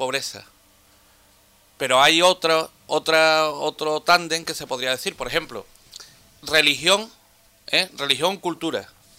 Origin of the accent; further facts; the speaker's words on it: Andalusia, Spain; O sea, nosotros como andaluces estamos en los últimos de la fila